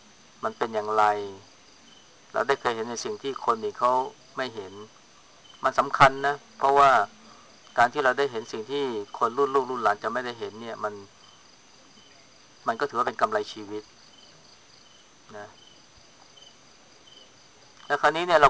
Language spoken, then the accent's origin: Thai; Chaiyaphum, Thailand; พวกเราเป็นคนชัยภูมิเนี่ยเรารู้จักอเมริกาเรารู้เรื่องกรุงเทพ